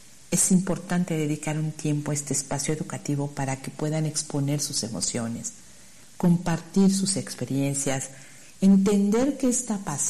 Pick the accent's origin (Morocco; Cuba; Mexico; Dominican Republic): Mexico; Como mexicanos vivimos de la emoción